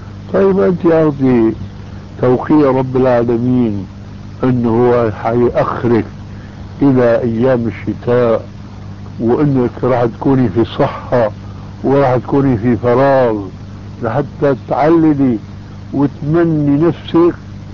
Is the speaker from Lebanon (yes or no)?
no; Syria; وانا ماني كما يقولوا عندنا في الشام حشو الكب هيك